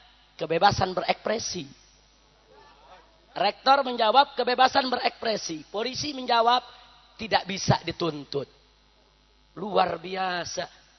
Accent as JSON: {"language": "Indonesian", "region": "Jakarta", "country": "Indonesia", "tie": "born or raised there", "said": "Saya lahir di Jakarta, besar di Jakarta."}